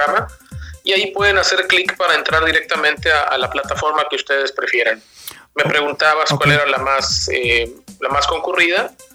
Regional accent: Tampico, Tamaulipas, Mexico; Nosotros somos de Tampico, ¿no?

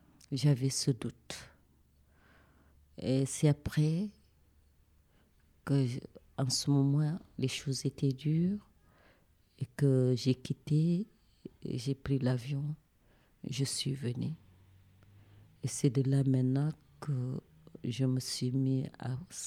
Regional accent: Mauritania; Quoi qu'il puisse arriver, je suis une Mauritanienne, je devais rester jusqu'au le jour qu'on me dira que je ne suis plus Mauritanienne.

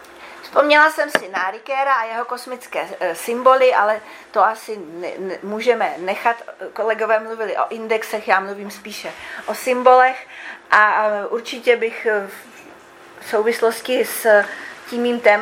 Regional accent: Vysočina Region, Czechia; Je to vlastně oblast okolo mé, nechci říct rodné vesnice, narodil jsem se v Porodnici, ale jako by vesnice, z které pochází rodina mého otce.

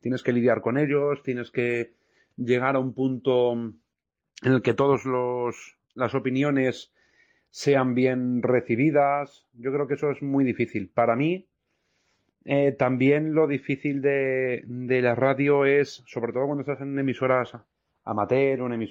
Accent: Móstoles, Community of Madrid, Spain; estuve colaborando en la emisora municipal de mi pueblo, de Móstoles.

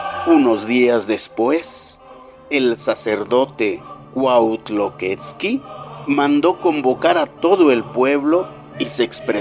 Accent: Mexico; quienes hoy somos mexicanos y habitamos este territorio

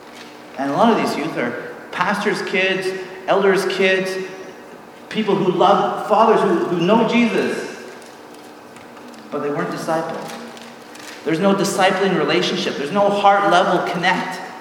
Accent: British Columbia, Canada; we're from Vancouver Island, and so we didn't quite go all the way across Canada.

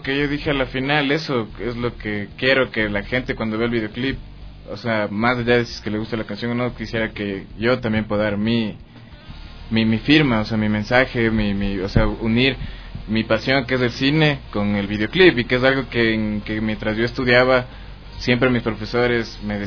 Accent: Ecuador; uno, como ecuatoriano, tal vez como latino, no siempre está acostumbrado a verse en la pantalla

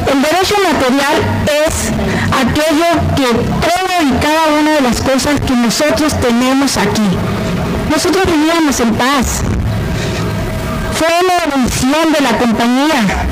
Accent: Babiácora, Sonora, Mexico; Yo vengo en lo particular de Babiácora, nací en Babiácora, ahí mismo en mi casa, como se usaba antes.

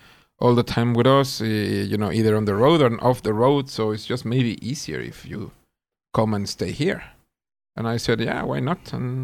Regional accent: Mexico City, Mexico; now in Sweden; I was born and raised in Mexico City.

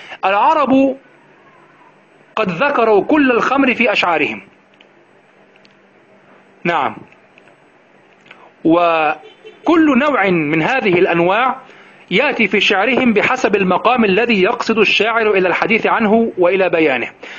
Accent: Egypt; تأتي التي عندنا في مصر تأتي من جهة الشمال، من جهة البحر

